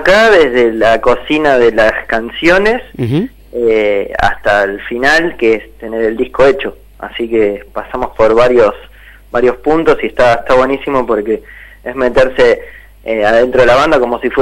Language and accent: Spanish; Buenos Aires, Argentina; De Villaluro.